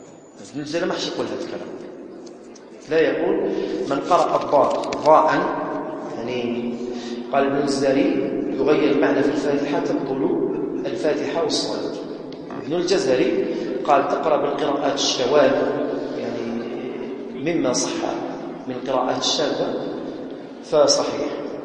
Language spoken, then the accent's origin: Arabic; Algeria; يعني إحنا جزائريين، خاصة الجزائريين عموما ما قراوش هكذا